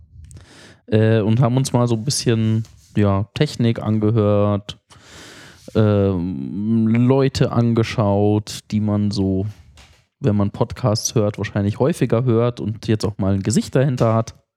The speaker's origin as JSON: {"language": "German", "town": "Munich", "region": "Bavaria", "country": "Germany", "said": "Und wenn du halt als Münchner nach Berlin kommst, das ist einfach"}